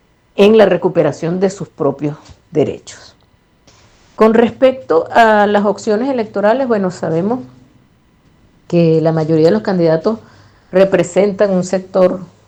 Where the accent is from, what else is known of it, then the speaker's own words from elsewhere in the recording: Venezuela; nosotros como venezolanos y venezolanas aspiramos a eso